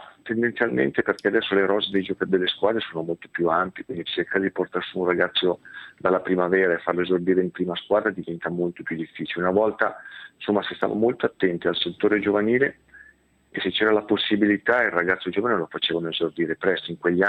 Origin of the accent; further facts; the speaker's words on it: Settala, Lombardy, Italy; alla Settalese, che era la mia prima squadra del mio paese, al primo provino al Milan, che avevo 13 anni